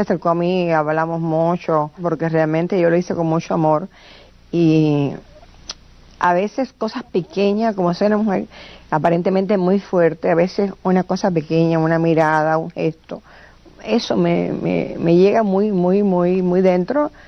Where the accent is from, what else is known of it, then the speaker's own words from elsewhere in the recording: Camagüey, Cuba; yo pinté mi ciudad, o sea que yo amo a Camagüey, yo me siento más camagüeyana que un tinajón. Y me siento principeña, y me siento agramontina.